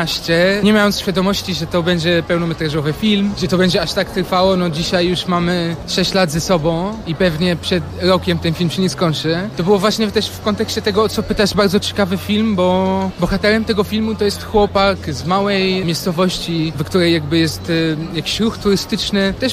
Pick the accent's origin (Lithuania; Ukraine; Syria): Syria; ja jestem z Syrii, a on jest z Polski